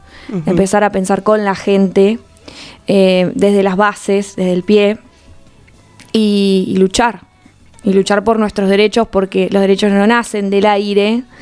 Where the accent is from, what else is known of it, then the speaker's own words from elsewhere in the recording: La Plata, Buenos Aires Province, Argentina; Yo soy platense, o sea que toda la vida acá, estudié acá, crecí acá.